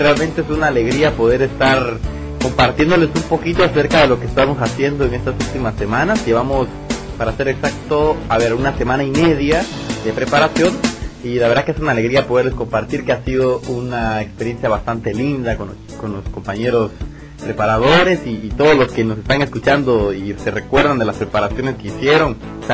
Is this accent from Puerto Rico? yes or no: no; Guatemala; now in Montevideo, Uruguay; Queremos mandar un saludo especial de acá desde Montevideo, Uruguay. … soy de Guatemala